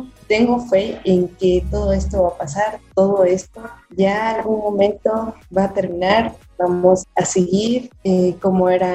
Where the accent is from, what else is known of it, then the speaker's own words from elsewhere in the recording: Ecuador; a representar a todos nosotros como ecuatorianos.